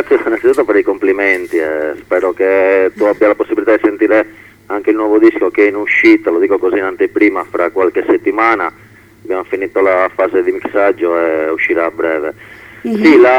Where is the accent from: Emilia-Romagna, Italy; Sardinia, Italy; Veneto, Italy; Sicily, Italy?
Sardinia, Italy; noi facciamo ska rock e siamo della Sardegna.